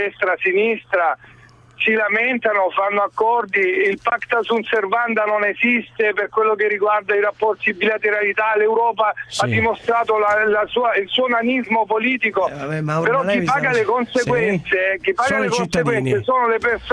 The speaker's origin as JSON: {"language": "Italian", "town": "Lecce", "region": "Apulia", "country": "Italy", "lives_now": "Udine, Italy", "said": "io qui vivendo, io sono un residente a Udine, sì, e vengo da Lecce."}